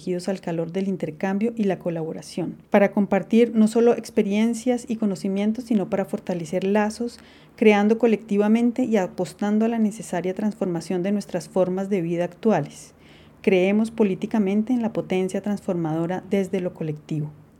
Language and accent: Spanish; Colombia; soy compositora, artista sonora e interdisciplinar, soy colombiana, vivo en Bogotá.